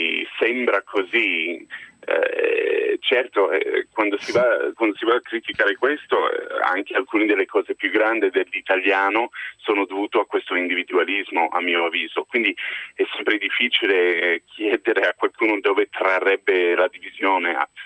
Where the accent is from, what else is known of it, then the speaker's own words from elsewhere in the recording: United States; now in Italy; Pur essendo americano, mi trovo molto bene, anzi a questo punto mi sento molto italiano dopo 15 anni qui.